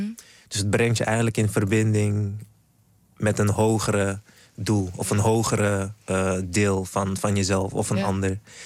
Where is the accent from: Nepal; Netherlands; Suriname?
Suriname; Ik kom natuurlijk uit Suriname. En een van de dingen waarmee ik ben opgegroeid is bijvoorbeeld Winti.